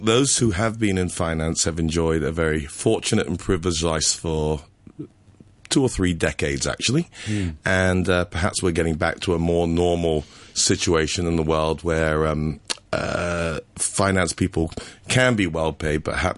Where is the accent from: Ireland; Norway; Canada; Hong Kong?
Hong Kong; moved away; growing up in Hong Kong, you learn how to study